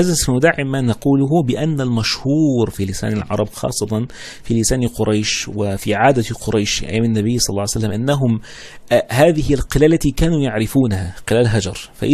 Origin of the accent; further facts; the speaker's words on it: Egypt; اذا كان احنا عندنا في مصر كل حاجه كده سفروته صغيره خالص